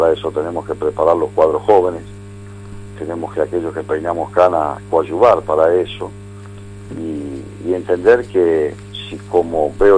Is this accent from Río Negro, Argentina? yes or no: no; Lomas de Zamora, Buenos Aires Province, Argentina; now in La Plata, Argentina; logramos un trabajo territorial en mi ciudad natal, que es Lomas